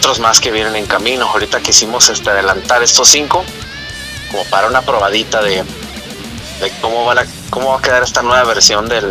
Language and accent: Spanish; Tijuana, Baja California, Mexico; las canciones con las que pues se puede decir que yo crecí escuchando metal aquí en Tijuana